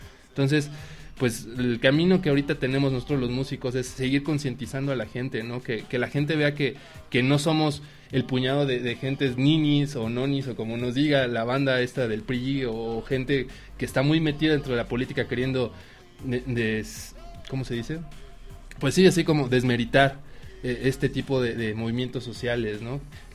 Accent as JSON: {"language": "Spanish", "country": "Mexico", "said": "Somos mucho más mexicanos, somos millones de mexicanos"}